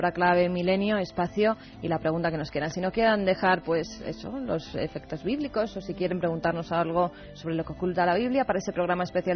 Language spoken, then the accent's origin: Spanish; Region of Murcia, Spain; de Murcia. En mi pueblo hay una leyenda relacionada con un pastor y el diablo en el monte del pueblo.